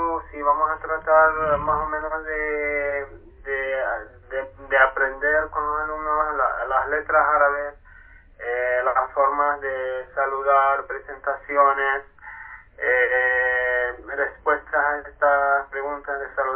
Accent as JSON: {"language": "Spanish", "country": "Palestine", "second_language": "Spanish", "moved": "yes", "lives_now": "Chile"}